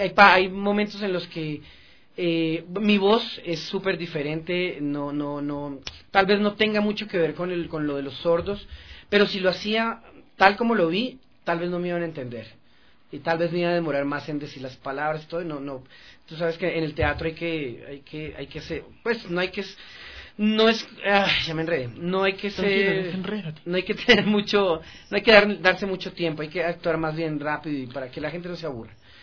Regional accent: Colombia; moved away; yo soy de Colombia, pero llevo 11 años viviendo aquí, y en Colombia sí se veían esos casos.

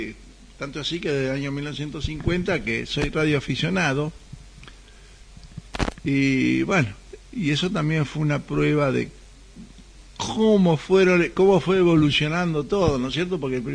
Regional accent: Argentina; Pero cuando vos empezabas a hablar y ellos te identificaban como argentino, porque la licencia argentina es LU en el mundo, ¿no es cierto?

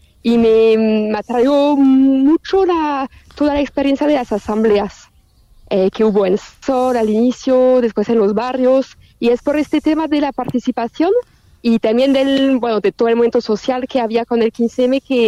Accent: France; Mira, yo soy socióloga, soy francesa.

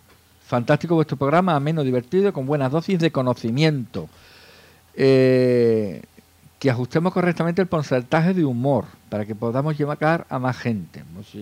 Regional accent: Andalusia, Spain; como somos andaluces, pues hablamos muy rápido y puede que no nos entiendan

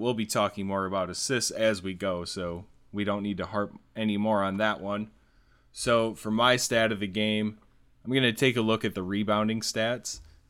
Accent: South Dakota, United States; I come from South Dakota, so what can I talk smack about, right?

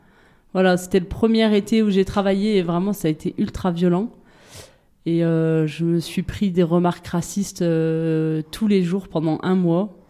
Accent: France; born there; moi, je suis née en France, de parents nés en France

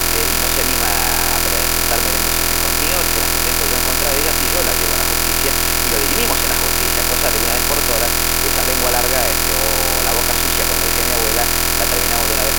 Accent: Buenos Aires, Argentina; aunque soy un bonaerense hecho y derecho, siempre he creído en un país federal

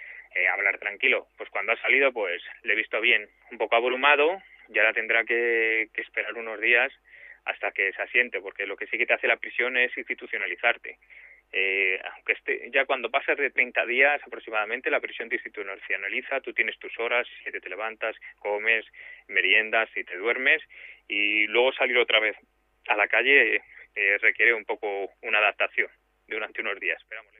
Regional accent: Vallecas, Community of Madrid, Spain; yo también soy de Vallecas

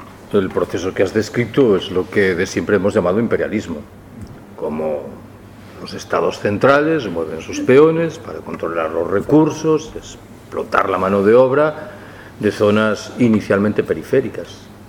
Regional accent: Galicia, Spain; yo soy gallego. Desde que era pequeñito he escuchado que el gran trauma de la vida económica y singularmente de la vida económica rural en Galicia es el minifundio

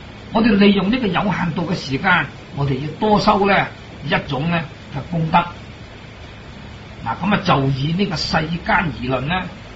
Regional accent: Hong Kong; 咁佢有一个讲法，我哋香港人啊，所谓冇一样咧做唔到嘅

